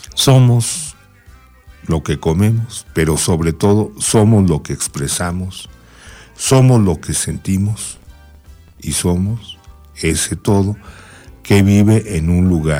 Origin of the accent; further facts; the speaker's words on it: Mexico; corresponde obviamente a la federación salvaguardar que sigamos siendo mexicanos.